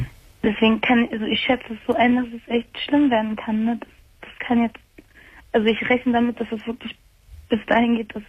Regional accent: Germany; born or raised there

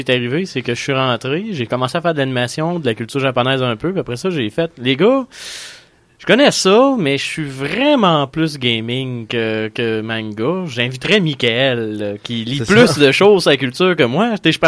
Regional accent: Lévis, Quebec, Canada; parce que moi, je suis de Lévis

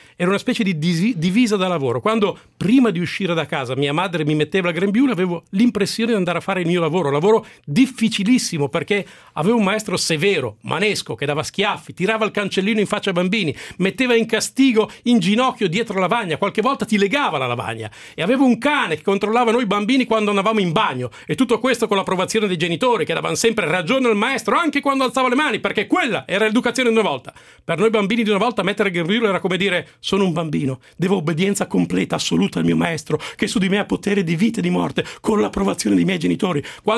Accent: Milan, Lombardy, Italy; io sono di Milano, ma io non sono così.

